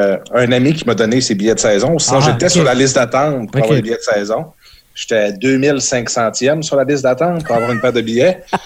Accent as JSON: {"language": "French", "region": "Quebec", "country": "Canada", "said": "Moi, je viens du Saguenay originalement."}